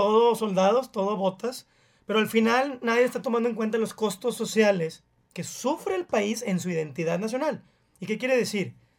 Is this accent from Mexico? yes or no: yes; Mexico; que es originalmente para qué nos juntamos como mexicanos